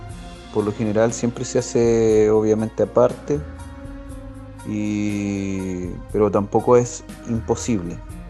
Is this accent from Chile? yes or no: yes; Cañete, Biobío, Chile; yo soy de acá de Cañete y mi compañero es de Valdivia.